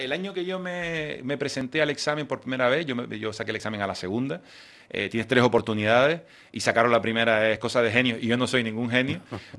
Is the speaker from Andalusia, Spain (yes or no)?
no; Canary Islands, Spain; accent: Canarian; Las personas que trabajamos en instituciones internacionales con nuestro acento canario